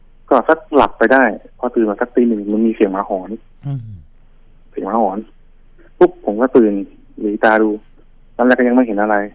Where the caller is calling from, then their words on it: Pak Kret, Nonthaburi, Thailand; โทรมาจากปากเกร็ด